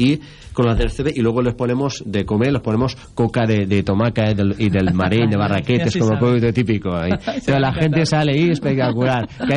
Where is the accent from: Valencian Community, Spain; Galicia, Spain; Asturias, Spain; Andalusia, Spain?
Valencian Community, Spain; Fortaleny; Nosotros somos de Fortaleny